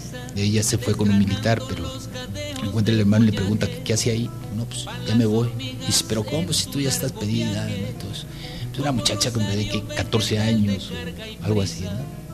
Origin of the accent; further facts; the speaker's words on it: Jáltipan, Veracruz, Mexico; Veracruz es un estado musical por excelencia. Desde que naces estás escuchando música por todos lados. Y luego mi pueblo, que fue también así como un centro así cultural, Jaltipan